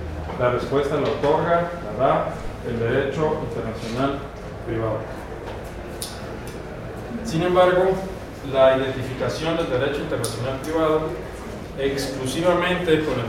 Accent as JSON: {"language": "Spanish", "town": "Mexicali", "region": "Baja California", "country": "Mexico", "tie": "born or raised there", "said": "de allá de Mexicali, ¿no? De donde yo soy también oriundo."}